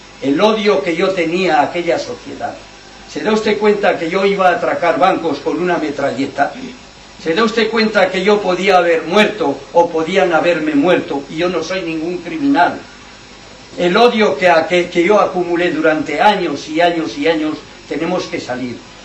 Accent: Navarre, Spain; en Navarra, en la ribera de Navarra, en mi tierra, gente buenísima

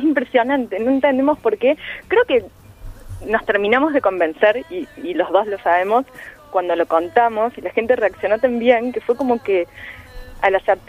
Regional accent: Córdoba, Argentina; moved away; soy cordobesa, me fui a pasar Navidad a Córdoba, salí una noche, me encuentro con un grupo de amigos, hace 5 años que no vivo en Córdoba

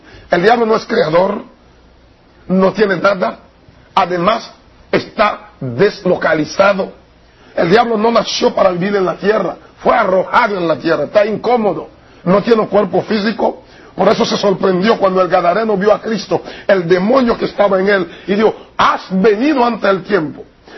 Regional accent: Haiti; De los zombies, cómo lo resucitan, lo puede cuidar Fenca en mi país.

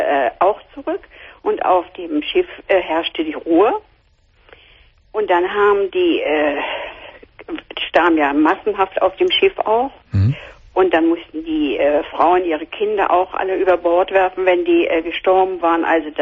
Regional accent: Szczecin, West Pomeranian Voivodeship, Poland; Ja, wir sind am Wasser. Ich, wie gesagt, ich bin ja aus Stettin.

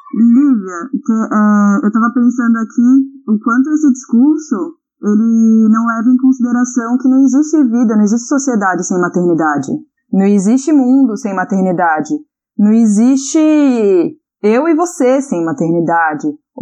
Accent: Recife, Pernambuco, Brazil; Eu vim de Recife, em Recife isso é muito comum, ver mães na esquina, na rua, carregando um bebê e com outro no ventre

